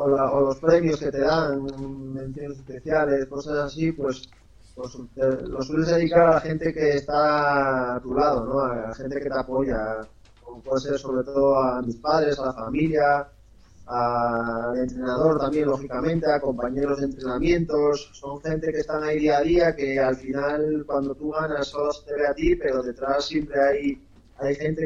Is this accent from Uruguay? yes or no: no; Ribadesella, Asturias, Spain; fue allí en Ribadesella, en mi pueblo, y bueno, éramos unos cuantos, tendríamos unos 9 años